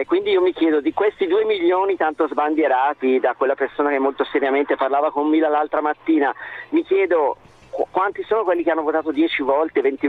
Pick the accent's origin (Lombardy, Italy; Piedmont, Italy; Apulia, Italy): Lombardy, Italy; Bergamo; now in Pistoia, Italy; io sono bergamasco, trapiantato in Toscana.